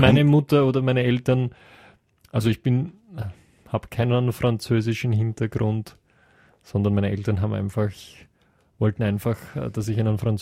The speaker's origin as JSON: {"language": "German", "region": "Lower Austria", "country": "Austria", "said": "wenn ich sage, ich komme aus dem Most Viertel, dann..."}